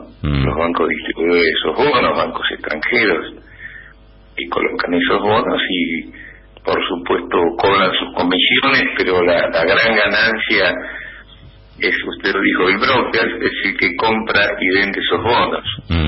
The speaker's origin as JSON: {"language": "Spanish", "region": "Buenos Aires Province", "country": "Argentina", "said": "Yo soy bonaerense"}